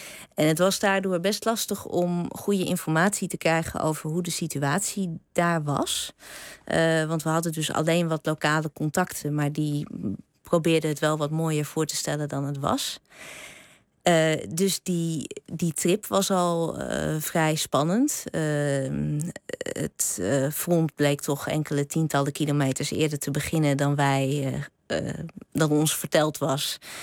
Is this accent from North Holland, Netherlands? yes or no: no; Drenthe, Netherlands; ik ben opgegroeid in Drenthe.